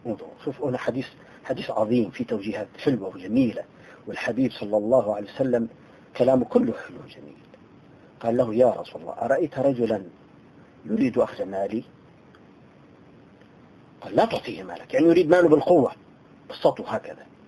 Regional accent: Tartus, Tartus Governorate, Syria; أنا إنسان عشت بين القوم. يعني أنا من طرطوس

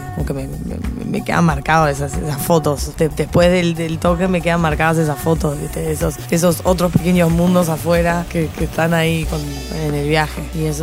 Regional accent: United States; Me crié en los 90 en Estados Unidos, entonces esa es la música que siempre, siempre vuelvo a escuchar, porque es la música de esa nostalgia de ser un teenager en América.

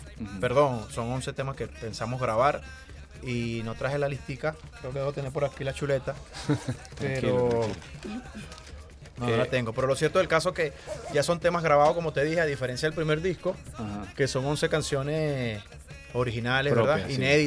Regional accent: Cumaná, Sucre, Venezuela; Yo me crié en Cumaná, por ejemplo.

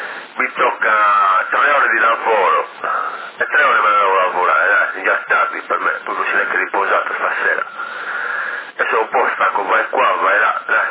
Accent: Sassari, Sardinia, Italy; Siamo tutti sardi qua, c'è uno di Catania, tutti di Sassari siamo. Siamo di Sassari

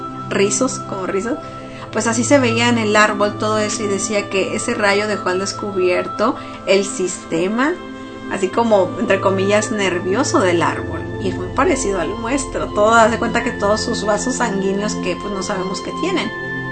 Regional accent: Mexico; para los que somos, nos consideramos mexicanos, nuevamente, entre comillas lo digo

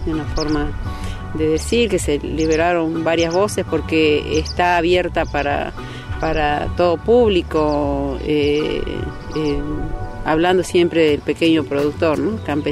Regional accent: Rivadavia, Salta, Argentina; Bueno, somos de Rivadavia, Banda Norte, Chaco Salteño, prácticamente límite de Formosa con Salta.

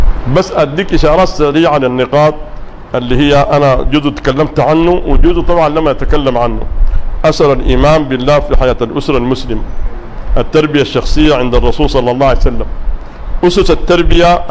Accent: Sudan; وقلت لهم الآن عندنا في السودان الابن أول ما تقرب النتائج الناس كلها خايفة

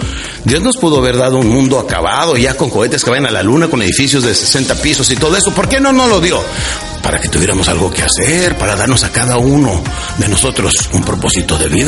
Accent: United States; crecí en Estados Unidos, con los norteamericanos que dicen time is money, o sea, el dinero es lo más importante para los norteamericanos, y así crecí yo.

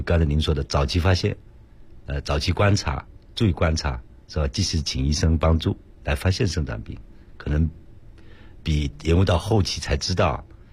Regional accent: China

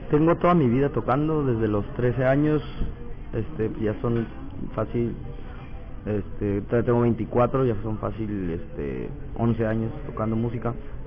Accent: Mexicali, Baja California, Mexico; vengo de Mexicali y toco música norteña, country, balada, polka.

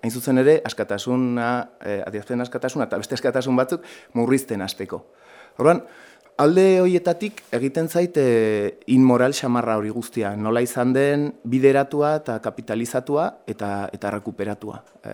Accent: Pamplona, Navarre, Spain; ni Iruñetik heldu naiz erran bezala, orduan, Iruñan Espainiako legeriaren menpe gara

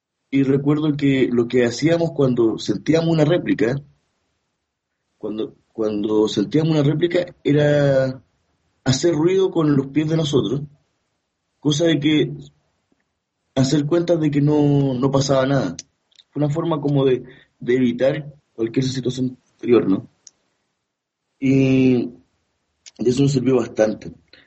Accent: Chile; una generación donde nos criamos en Chile esperando construir un país distinto

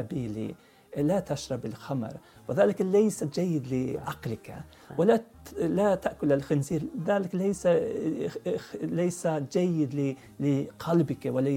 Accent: Norrland, Sweden; Arabic is a second language; نعم سكنت في شمال السويد وفي الريف عند أبي

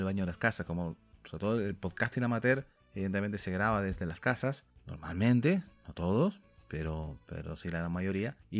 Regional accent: Canary Islands, Spain; nosotros que somos canarios nos cuesta porque está la S en medio, nosotros la S nos la solemos más comer la pronunciación.

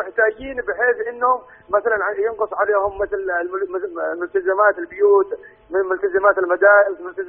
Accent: Yemen; أنا من اليمن وأحيانا اللي في اليمن تعرف المعاشات تبعهم والرواتب ضعيفة جدا

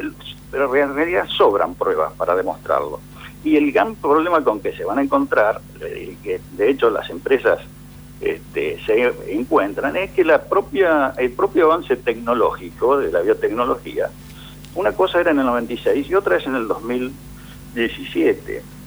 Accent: Argentina; nosotros como argentinos y consumidores

